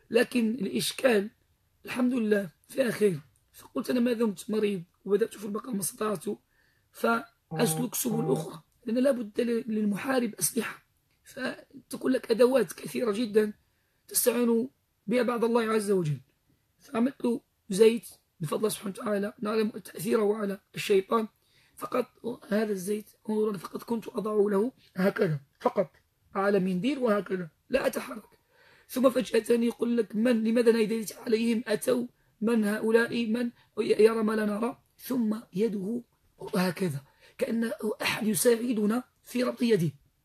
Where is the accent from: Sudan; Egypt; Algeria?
Algeria; Biskra, Biskra Province; أصلا من الجزائر نحن من الشيخ بسكرة